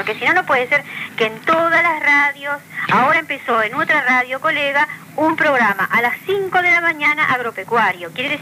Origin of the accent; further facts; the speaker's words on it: Uruguay; que somos madrugadores los uruguayos